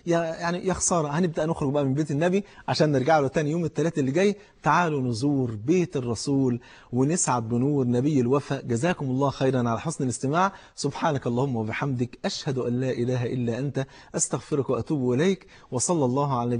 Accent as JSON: {"language": "Arabic", "town": "Cairo", "region": "Cairo Governorate", "country": "Egypt", "said": "فاتح محل كبير في احدى المولات الكبيره عندنا في القاهره"}